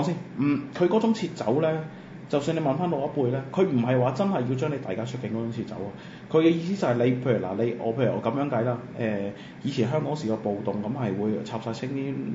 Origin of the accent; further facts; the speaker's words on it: Macau; 我係澳門人，就冇嘢可以代表到我哋澳門。我哋澳門人就係澳門人